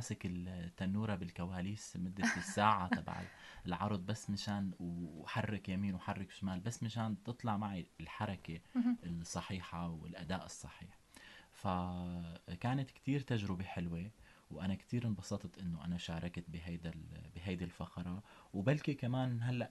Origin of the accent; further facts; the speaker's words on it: Syria; يعني كونه كنت في دمشق درست بالشام بالمعهد العالي كونه أنا ابن سوريا